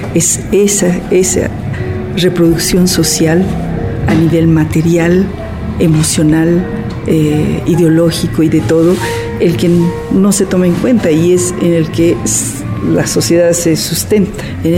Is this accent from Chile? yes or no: no; Bolivia; now in United States; soy antropóloga boliviana y vivo en Estados Unidos y estoy enseñando en la Universidad de Nueva York.